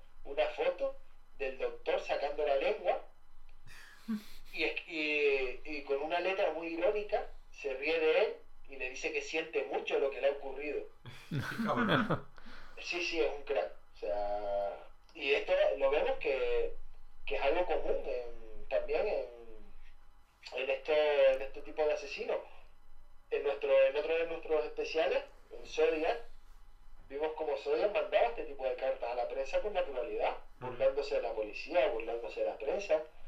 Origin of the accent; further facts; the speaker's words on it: Spain; porque somos españoles.